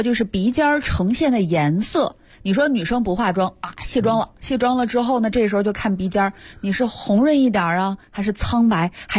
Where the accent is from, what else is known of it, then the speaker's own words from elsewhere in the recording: Harbin, Heilongjiang, China; 反正在我们哈尔滨那边的时候，不管冬天你是不是隆了这个鼻子哈，